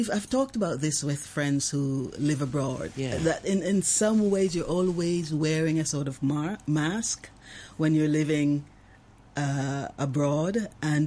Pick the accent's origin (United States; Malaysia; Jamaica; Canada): Jamaica; Growing up in Jamaica, the relationships between parents, kids, between the people and the politicians